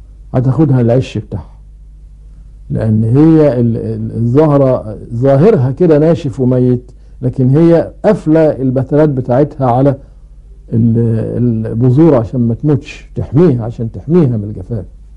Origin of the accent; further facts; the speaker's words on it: Egypt; ومن العيلة دي برضو طائر ابو قردان عندنا في مصر اللي بيعيش على الديدان